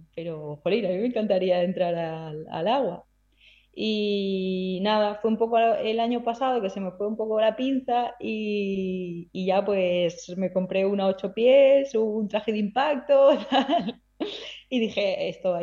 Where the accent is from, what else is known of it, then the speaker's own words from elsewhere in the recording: Alicante, Valencian Community, Spain; soy de Alicante, soy del Mediterráneo.